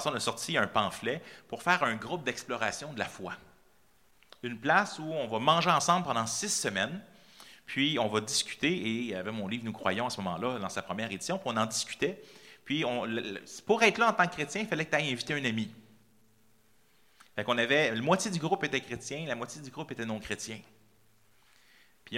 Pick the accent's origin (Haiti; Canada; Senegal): Canada; Quebec; On ne se rend pas compte en tant que Québécois, on pense qu'on est persécuté